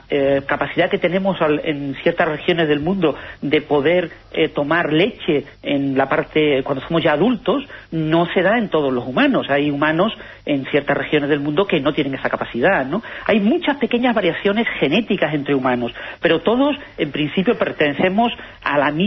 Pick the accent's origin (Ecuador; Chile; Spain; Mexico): Spain; yo, que soy español